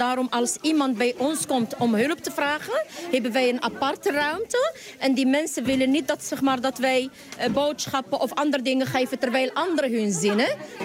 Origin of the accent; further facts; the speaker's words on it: Morocco; now in Netherlands; Ik ben uit Marokko naar Nederland gekomen.